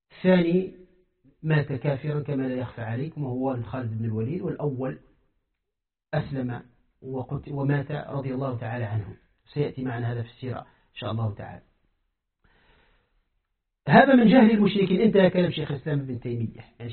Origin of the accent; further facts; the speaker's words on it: Tunisia; كما قال أحد الزنادقة عندنا في تونس